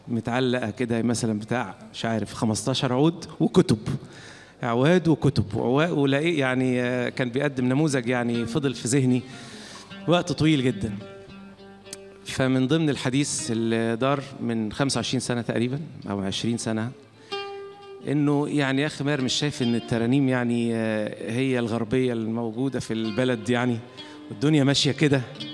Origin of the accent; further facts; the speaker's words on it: Maragha, Sohag Governorate, Egypt; accent: Saidi; جلبت ليه صعيدي، هي غصب عني كده بتتحول يعني. لما كنت بركب القطر وانا راجع من القاهرة اللي انا بدرس فيها او اسماعيلية، ادخل على المراغة كده الاقي لساني جلب